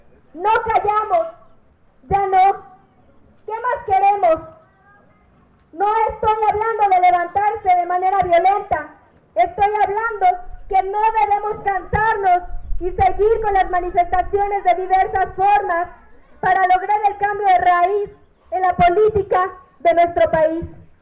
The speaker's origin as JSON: {"language": "Spanish", "region": "Puebla", "country": "Mexico", "said": "veo como poblano que la CNDH recomienda al gobierno de Moreno Valle"}